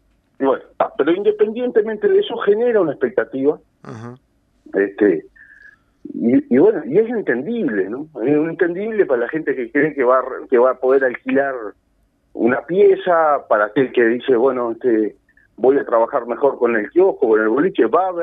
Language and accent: Spanish; Paso de los Toros, Tacuarembó, Uruguay; also born or lived in Montevideo; Bueno, yo vivo cerca, ¿no? Muy cerca. Sí. Soy de acá, soy nacido en Montevideo, pero me crié en este pueblo toda la vida. Después, bueno, anduve por ahí, por esos lares, con el tema estudios y eso, pero vivo acá, muy cerca de Paso de los Toros.